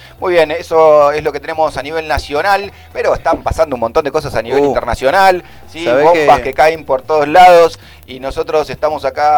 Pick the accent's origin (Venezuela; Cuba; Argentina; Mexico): Argentina; somos los argentinos